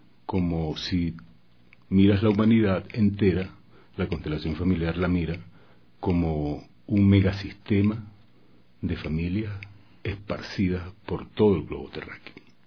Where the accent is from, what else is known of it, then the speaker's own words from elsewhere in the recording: Venezuela; moved away as an adult; now in Ecuador; Sí, vengo desde Venezuela. Mi esposo y yo decidimos venirnos.